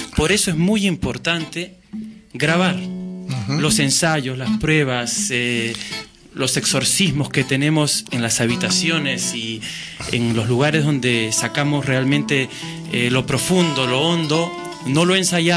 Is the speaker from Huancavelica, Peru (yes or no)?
no; Lima, Peru; now in Barcelona, Spain; Yo soy de Lima, Perú, del distrito de Barranco, un distrito bohemia. Soy cuarta generación de barranquino porque toda mi familia ha vivido en Barranco y hace 10 años que ya camino por las calles de Barcelona.